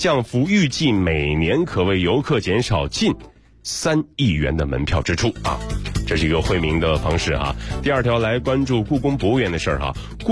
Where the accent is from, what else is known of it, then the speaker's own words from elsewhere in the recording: Weifang, Shandong, China; 作为一个山东人呢，其实我是山东潍坊人